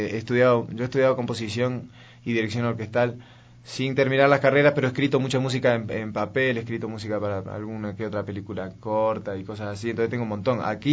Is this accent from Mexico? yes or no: no; Argentina; paradójicamente siendo argentinos y extranjeros al flamenco